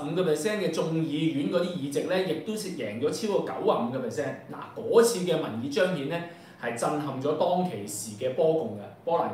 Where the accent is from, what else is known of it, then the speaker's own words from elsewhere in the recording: Hong Kong; 我哋香港人去到呢刻